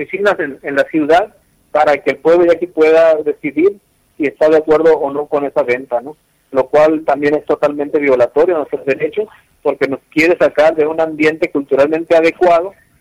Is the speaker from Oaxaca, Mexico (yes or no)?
no; Sonora, Mexico; pues es una lucha constante que ha llevado mi pueblo para defender este pequeño territorio.